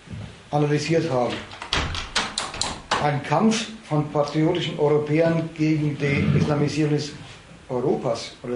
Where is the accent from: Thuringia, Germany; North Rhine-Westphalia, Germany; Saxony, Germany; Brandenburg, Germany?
Saxony, Germany; Dresden; ich rede als Dresdnerin, das kann man also auch leipzigerisch sagen und erfurterisch